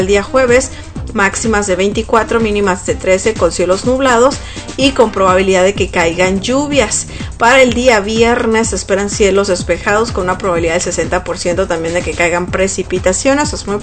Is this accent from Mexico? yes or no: yes; Ciudad Obregón, Sonora, Mexico; esta canción que es de un grupo de Ciudad Obregón, Sonora, de mi tierra natal.